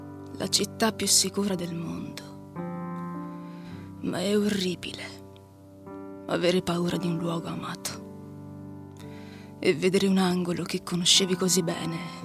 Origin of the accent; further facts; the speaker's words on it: Turin, Piedmont, Italy; born there; In realtà sono nata a Torino